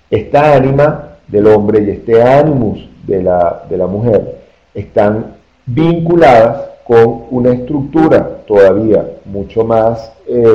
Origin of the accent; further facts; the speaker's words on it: Venezuela; now in Colombia; les recuerdo que yo soy venezolano, tengo aquí en Colombia muy poco tiempo, llegué apenas en enero